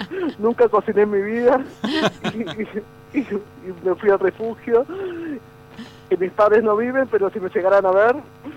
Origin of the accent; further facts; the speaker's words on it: Buenos Aires, Argentina; yo soy de Flores, ajá. de Capital Federal, que tenía el supermercado al lado, el centro comercial a 5 cuadras.